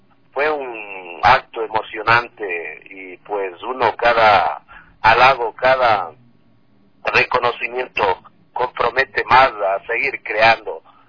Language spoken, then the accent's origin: Spanish; Ecuador; y pues como ecuatoriano, pues me siento emocionado representar al arte ecuatoriano